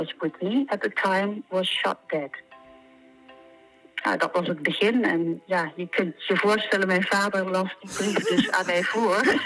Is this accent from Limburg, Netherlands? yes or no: yes; Swalmen, Limburg, Netherlands; Ik kom uit Zwalmen.